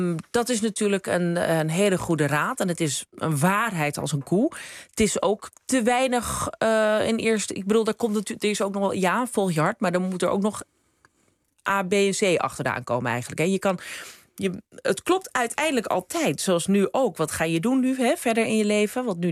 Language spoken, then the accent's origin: Dutch; Krommenie, North Holland, Netherlands; Geboren en getogen in de Zaanstreek, in Krommenie. In gewoon rijtjeshuis. Mijn moeder komt uit Wormer, waar wij dan nu wonen.